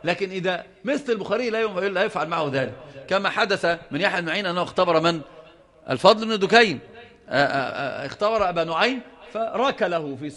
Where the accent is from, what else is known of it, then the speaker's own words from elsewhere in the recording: Yemen; هما زي ما بيقولوا عندنا في اليمن ليحفظوا بيأكلوا القاط